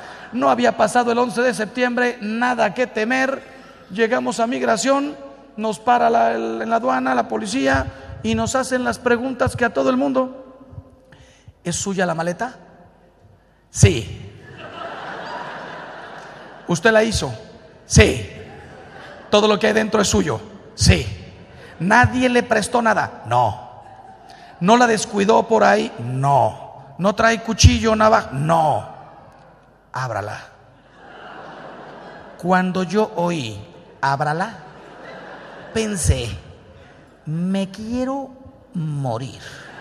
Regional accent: Mexico; En México, de donde yo soy

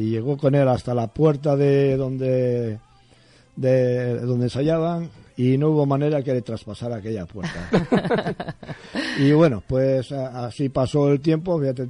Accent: Torrelavega, Cantabria, Spain; Nací en Torrelavega. Y me pego con el quien sea para decir que yo nací en Torrelavega.

